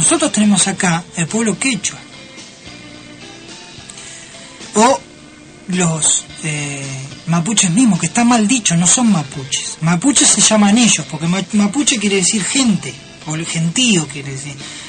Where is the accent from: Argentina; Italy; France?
Argentina; me miraban y decían, vos sos argentino.